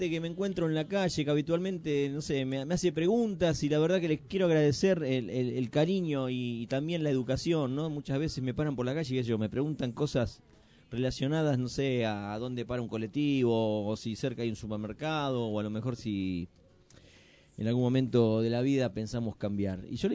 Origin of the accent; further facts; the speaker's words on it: Argentina; porque somos argentinos y si no fuéramos argentinos, ¿de qué país seríamos?